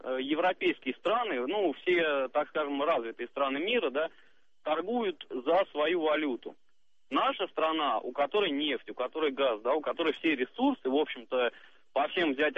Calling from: Moscow, Russia; я из Москвы.

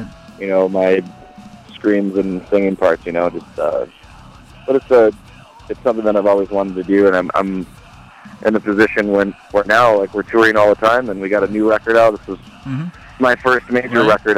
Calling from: Spartanburg, South Carolina, United States; We're actually in Spartanburg, South Carolina.

